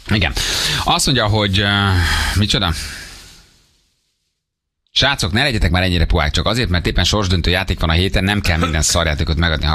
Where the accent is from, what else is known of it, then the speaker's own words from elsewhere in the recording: Lake Balaton, Hungary; Én balcsis gyerek vagyok, de csak a gyerekkori élményeim miatt. Én Balatonon nőttem föl